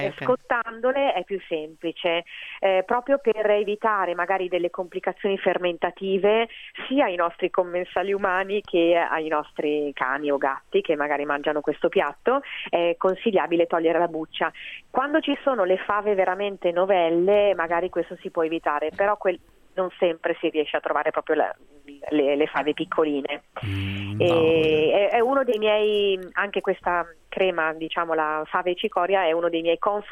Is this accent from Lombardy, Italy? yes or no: yes; Milan, Lombardy, Italy; born there; io sono nata a Milano, ma sono semplicemente nata a Milano da due dinastie pugliesi da sempre.